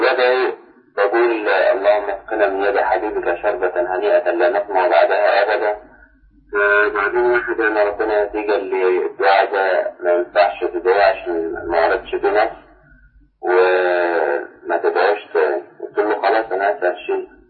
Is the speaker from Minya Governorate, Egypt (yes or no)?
yes; Minya, Minya Governorate, Egypt; أنا من المنيا.